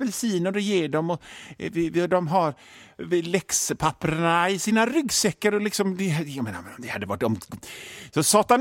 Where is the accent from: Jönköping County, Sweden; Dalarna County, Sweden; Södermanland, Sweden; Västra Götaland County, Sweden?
Västra Götaland County, Sweden; Hönö; alla ni gamla öbor som på Hönöcklö, där jag kommer ifrån